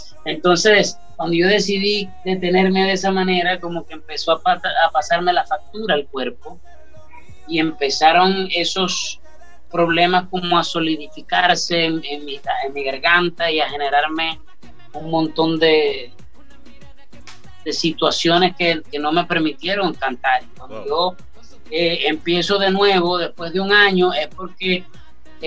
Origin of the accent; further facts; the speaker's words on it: Venezuela; Entonces me aboqué a la labor social en mi país, Venezuela